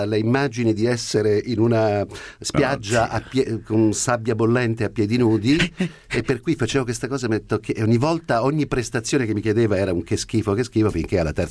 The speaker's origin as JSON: {"language": "Italian", "town": "Genoa", "region": "Liguria", "country": "Italy", "said": "non può essere, se Gemona, vengo da Genova."}